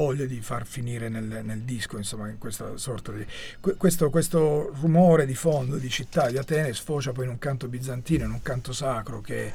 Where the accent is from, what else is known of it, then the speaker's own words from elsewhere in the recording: Calimera, Apulia, Italy; Tra questi c'è Calimera, che è il mio paese d'origine